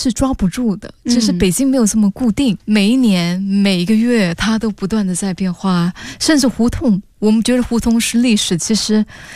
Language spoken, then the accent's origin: Chinese; Singapore; 我是新加坡人啊，可是我知道我拍新加坡的话，它就只是新加坡的故事